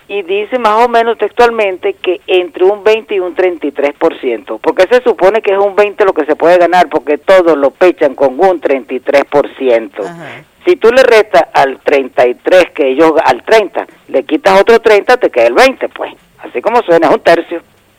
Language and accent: Spanish; Venezuela